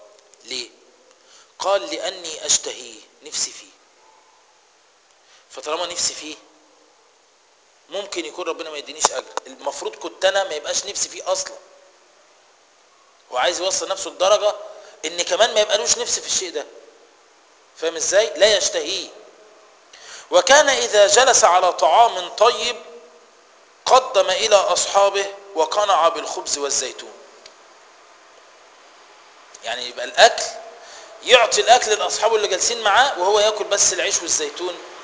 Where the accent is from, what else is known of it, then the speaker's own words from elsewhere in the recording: Egypt; خلي بالك ده الكلام ده هنا عندنا في مصر